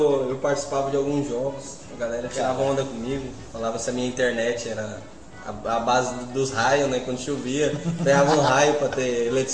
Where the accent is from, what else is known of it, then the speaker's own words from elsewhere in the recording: Rondônia, Brazil; É, eu sou lá de Rondônia, né, galera? Sou de Rio Paraná, Rondônia.